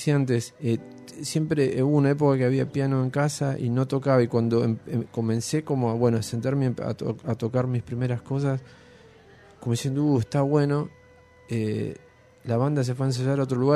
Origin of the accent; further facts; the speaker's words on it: Buenos Aires, Argentina; yo soy de Devoto